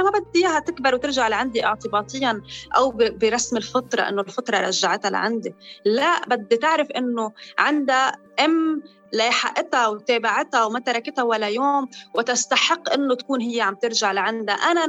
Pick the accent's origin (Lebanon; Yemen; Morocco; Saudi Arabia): Lebanon; نحن ما بنمنح الجنسية اللبنانية